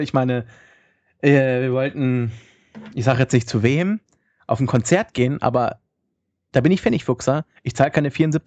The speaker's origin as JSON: {"language": "German", "town": "Hannover", "region": "Lower Saxony", "country": "Germany", "said": "Bei uns in Hannover gibt es ja nichts."}